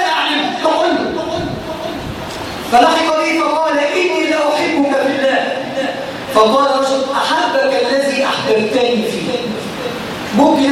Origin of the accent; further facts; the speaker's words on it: Egypt; ما بقتش موجوده بالذات فينا كمصريين